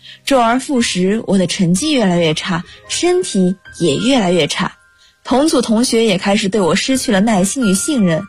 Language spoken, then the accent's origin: Chinese; Guangdong, China; 来自广东，我就在我的家乡